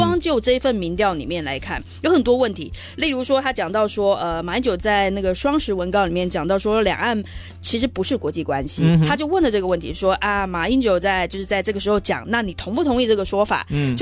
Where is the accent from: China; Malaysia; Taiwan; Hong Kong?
Taiwan; 可我会自己在心中我这么认为，其实我是台湾人，我是什么。